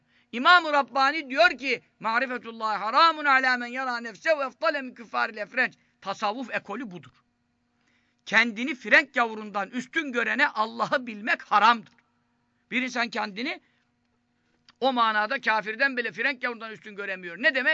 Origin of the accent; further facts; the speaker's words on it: Istanbul, Turkey; Ben çarşambada doğdum, büyüdüm. Böyle bir şey görmedim.